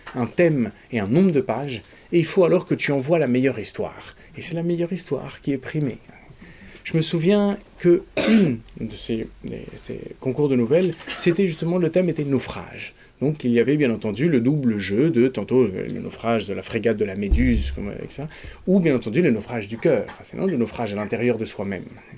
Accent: Paris, Île-de-France, France; born there; moi, je suis né à Paris. Et puis après, comme tous les fils de diplomate, eh bien, j'ai eu une enfance désordonnée de frontière en frontière, de capitale en capitale.

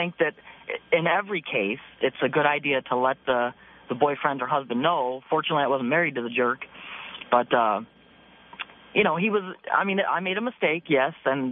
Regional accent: Perry, Ohio, United States; I'm from Cleveland, Ohio. Actually a little town called Perry

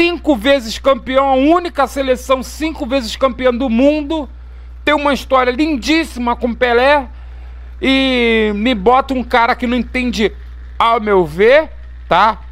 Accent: Mesquita, Rio de Janeiro, Brazil; como sou de Mesquita, quem gerencia é a LSB, né?

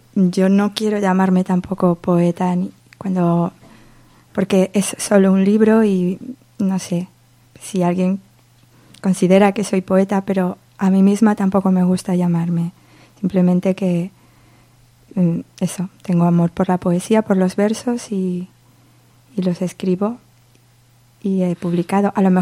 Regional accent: Socuéllamos, Castilla-La Mancha, Spain; Soy muy de Socuéllamos. Lo quiero mucho.

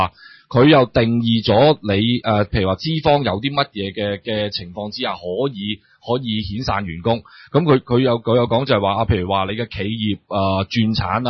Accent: Hong Kong; 即係用我哋香港人嘅角度去睇，

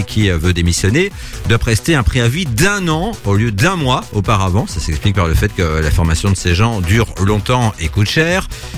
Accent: Belgium; On s'en rend pas forcément compte chez nous en Belgique, mais c'est l'été.

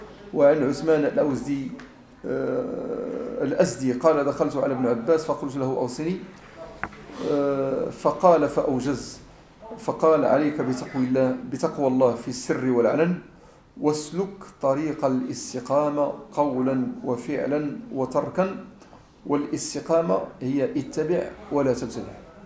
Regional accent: Morocco; مسألة قراءة الحزب جماعة عندنا في المغرب

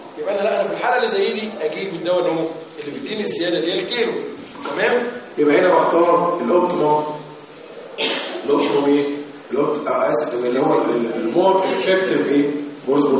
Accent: Egypt; الصوره عندنا في مصر يا ولاد

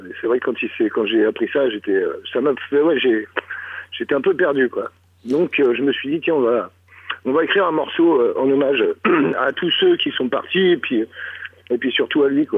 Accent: Île-de-France, France; On est du Val d'Oise

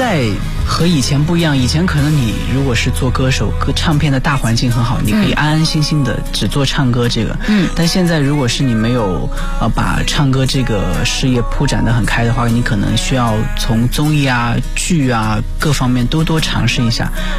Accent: Yongzhou, Hunan, China; accent: Yongzhou dialect; now in Beijing, China; 我是在永州长大，说的是永州话。

